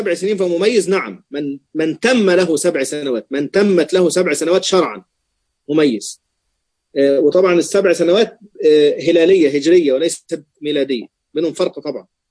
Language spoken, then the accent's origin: Arabic; Egypt; أصلا أنا مصري بقى فيعني إيه بيغلبني موضوع المصريين